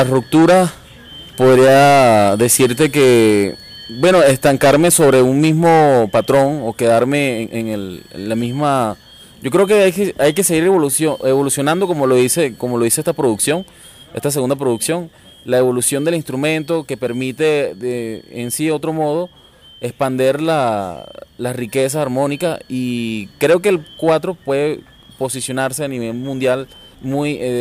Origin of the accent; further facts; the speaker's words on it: Puerto Ordaz, Bolívar, Venezuela; yo soy de Puerto Ordaz, comienzo a los 12 años con el 4, ¿no? Empiezo a ejecutarlo desde Puerto Ordaz